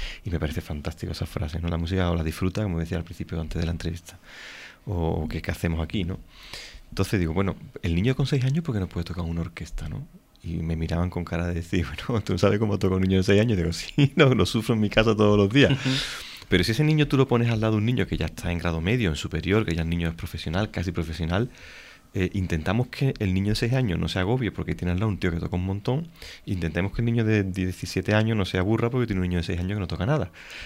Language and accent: Spanish; Sanlúcar la Mayor, Andalusia, Spain; Yo me tengo que volver a mi tierra, Sanlúcar la Mayor, yo soy sanluqueño